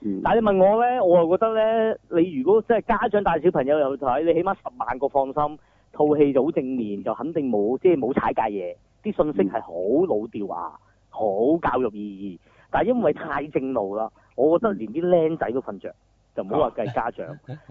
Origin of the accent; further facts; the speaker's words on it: Hong Kong; 但係其中一個我哋香港人較熟悉嘅